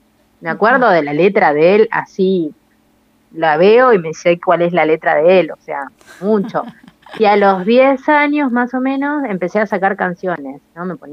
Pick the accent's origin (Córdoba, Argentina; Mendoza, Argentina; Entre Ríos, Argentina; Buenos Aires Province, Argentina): Buenos Aires Province, Argentina; Saladillo; yo estaba en Saladillo, yo soy de Saladillo, eso no lo dije.